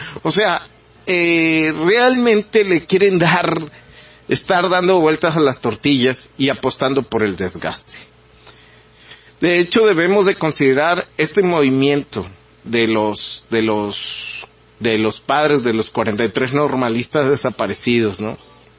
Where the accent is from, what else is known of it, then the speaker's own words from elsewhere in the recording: Mexico; como mexicanos, como personas que amamos este país